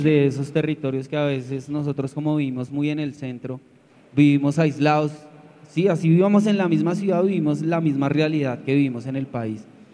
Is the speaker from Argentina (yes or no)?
no; Colombia; el conflicto que hemos vivido nosotros como colombianas y colombianos